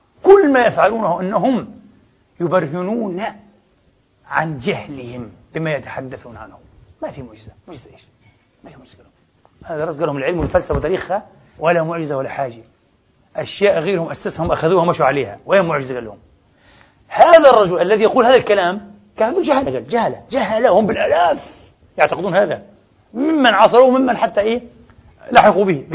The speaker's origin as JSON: {"language": "Arabic", "country": "Palestine", "said": "ليش أنا كفلسطيني بيزعلني إني أنتقص من مصر أو تونس أو ليبيا"}